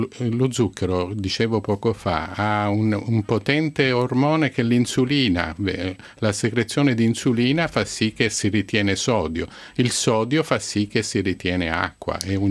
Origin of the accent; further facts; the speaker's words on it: Sicily, Italy; Io vengo dalla Sicilia e poi oggi ho portato un bellissimo sole qui a Milano.